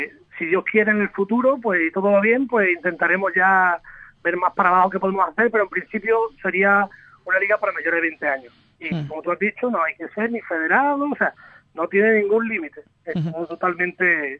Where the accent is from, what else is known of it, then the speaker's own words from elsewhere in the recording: Seville, Andalusia, Spain; Yo exactamente soy de Sevilla, pero mi familia son todos de allí, del Bosque, de Ubrique.